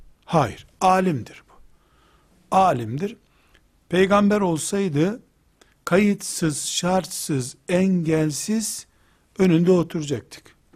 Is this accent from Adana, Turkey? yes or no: no; Trabzon, Turkey; sen nerelisin demişti. Ben de Trabzonluyum demiştim.